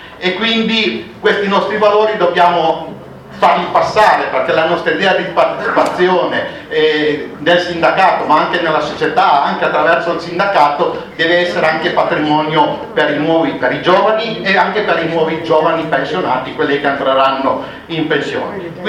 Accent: Cuneo, Piedmont, Italy; Io vengo da Cuneo, dalla provincia di Cuneo

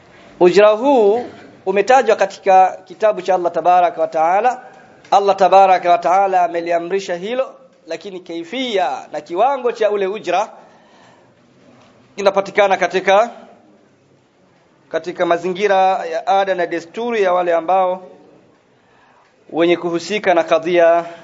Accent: Tanzania; Na mimi natoka Tanzania.

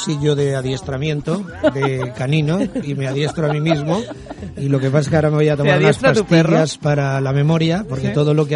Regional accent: El Perelló, Valencian Community, Spain; Yo del Perelló.

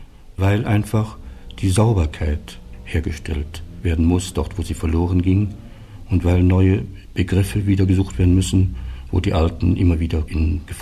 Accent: Saarland, Germany; Ich bin Saarländer und habe von dieser Gegend, die immer der Streitball zwischen zwei großen Ländern war, doch ein sehr wesentliches mitbekommen

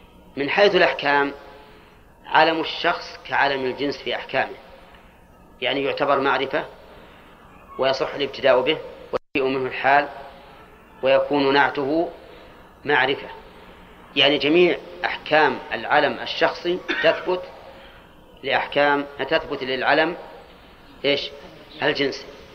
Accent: Al-Qassim, Saudi Arabia; أولاد علي أظن كنة عندنا في القصيم، ها لكلها القصيم أولاد علي

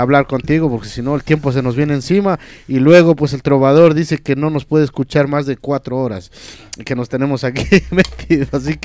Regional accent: Ecuador; Yo soy de Ecuador, pues tengo que a los sanjuanitos o qué sé yo, al folclore.

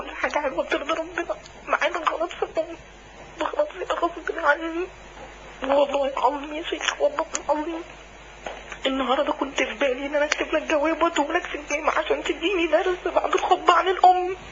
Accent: Alexandria, Alexandria Governorate, Egypt; من اسكندريه، بحضر لحضرتك كل جمعه.

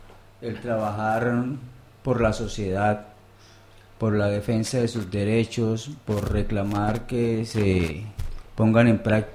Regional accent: Cúcuta, Norte de Santander, Colombia; moved away as an adult; also born or lived in Bogotá; now in Spain; tuve que salir desplazado de Cúcuta, mi ciudad de origen

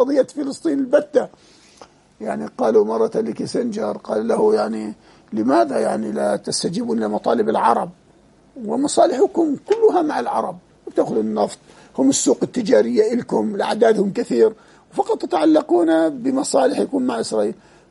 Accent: Jordan; في بلدنا الأردن هنا

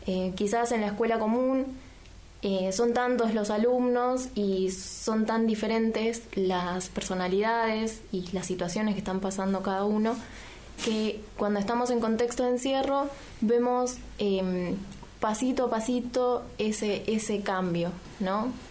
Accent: Mendoza, Argentina; now in San Martín, Argentina; vengo de Mendoza. Y vengo de una escuela privada.

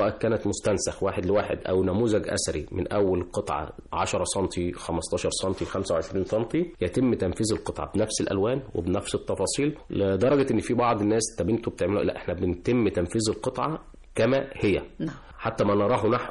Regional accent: Egypt; طبعا احنا كمصريين فخورين بتاريخنا في جميع المراحل المختلفة

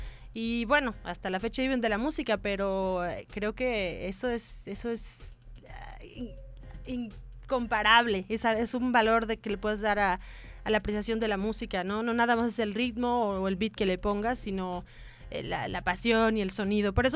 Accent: Mexico; Yo crecí aquí en México

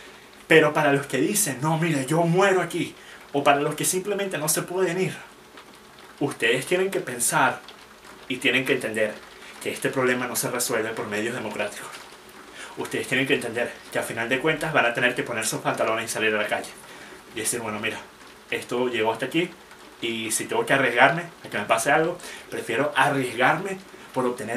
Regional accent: Venezuela; moved away; Porque soy venezolano. Y voy a ser venezolano hasta que me muera, sin importar cuánto tiempo pase sin yo estar físicamente en el país.

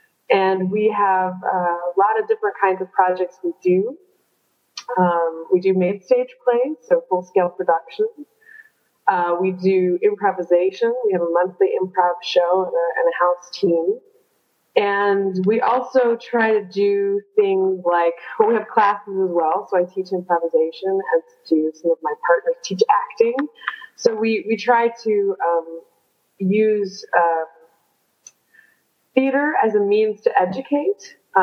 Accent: United States; now in Frankfurt, Germany; I am obviously an American. You can tell from my accent and from my language choice of the interview. I have been in Frankfurt since 2001, so that is coming up on 14 years.

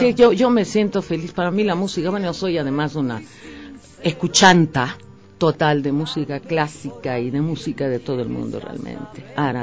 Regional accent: Portoviejo, Manabí, Ecuador; now in Quito, Ecuador; Yo se supone que chupa mangos de Puerto Viejo.

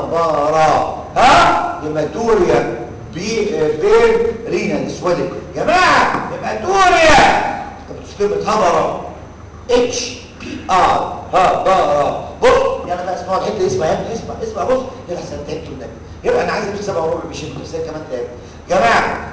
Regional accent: Egypt; عندنا في مصر تحكي لغه بلدنا كده

